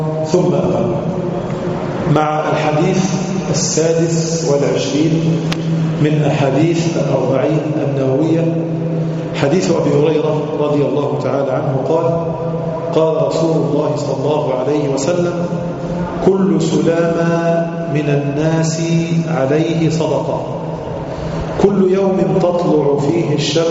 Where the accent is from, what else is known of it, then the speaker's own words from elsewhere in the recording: Egypt; النهاردة العملة عندنا في مصر مثلا